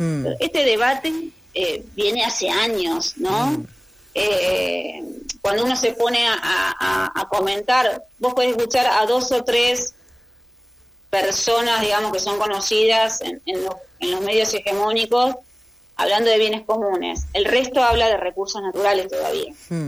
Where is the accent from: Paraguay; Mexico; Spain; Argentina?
Argentina; qué escenario dejaría para nosotros como argentinos, ¿no?